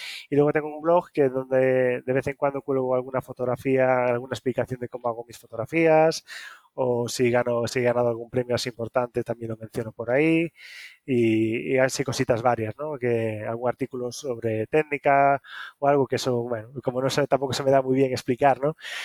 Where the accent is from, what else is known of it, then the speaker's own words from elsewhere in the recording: Galicia, Spain; y ahora otro en Galicia, que es de donde soy yo.